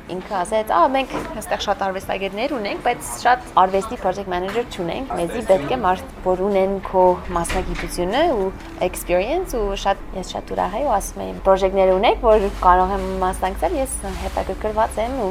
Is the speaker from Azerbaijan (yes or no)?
no; Boston, Massachusetts, United States; also born or lived in New York / Florence; now in Italy; Ես ծնվել եմ Բոստոնում, այնտեղ եմ մեծացել, մամաս ֆրանսիա հայ է ու պապաս ամերիկա հայ էր։